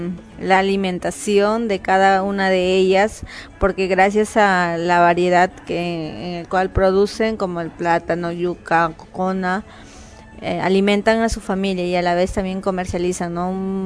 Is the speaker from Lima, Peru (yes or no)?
no; Santa María de Nieva, Amazonas, Peru; tengo 25 años y soy de Santa María de Nieva.